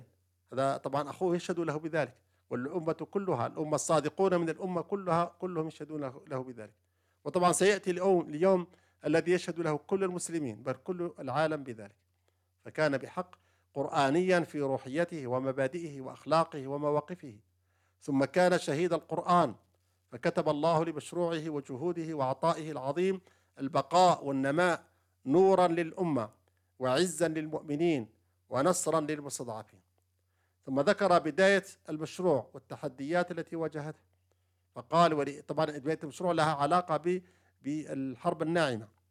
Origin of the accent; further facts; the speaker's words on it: Yemen; ومن ذلك في بلدنا اليمن